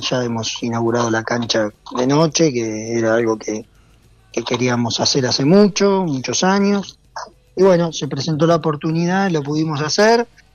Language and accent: Spanish; Argentina; Somos así los argentinos somos bastante difíciles en ese sentido.